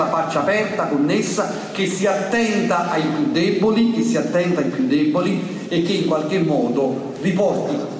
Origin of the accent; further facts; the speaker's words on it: Naples, Campania, Italy; Siamo un po' orgogliosi come napoletani